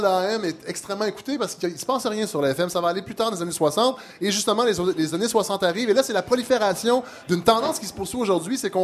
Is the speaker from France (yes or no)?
no; Saint-Hyacinthe, Quebec, Canada; quand j'étais jeune à Saint-Hyacinthe